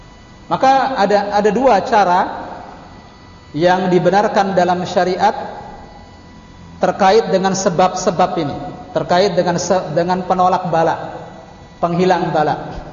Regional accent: Cirebon, West Java, Indonesia; Belum lagi di kampung halaman saya, Cirebon misalnya.

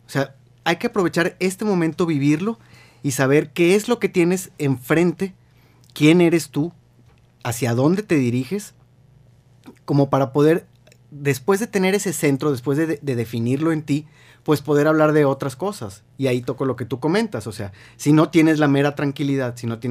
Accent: Mexico; lo primero que tenemos que definir como mexicanos es de manera objetiva

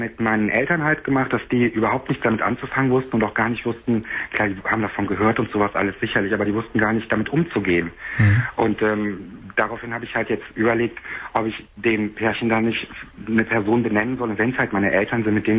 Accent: Cologne, North Rhine-Westphalia, Germany; Hier, ich bin aus Köln auch

